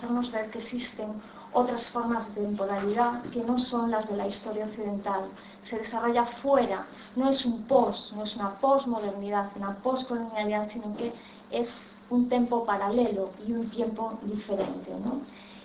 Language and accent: Spanish; Galicia, Spain; como en muchos pueblos de Galicia, en mi pueblo todo el mundo emigró, todo el mundo tiene familia de inmigrantes, inician este proceso migratorio, un proceso que inicia mi madre, que se va primero a mediados de los años 60, ella sola a trabajar